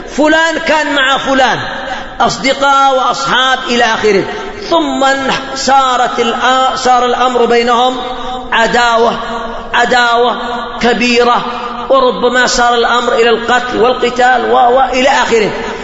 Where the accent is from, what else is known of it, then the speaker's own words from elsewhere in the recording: Yemen; تكثر الفتن في بلادنا اليمنية